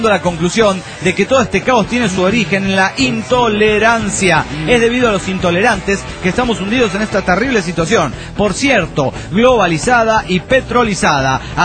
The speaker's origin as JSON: {"language": "Spanish", "town": "Coatzacoalcos", "region": "Veracruz", "country": "Mexico", "said": "soy de Coatzacoalcos, en Veracruz, México."}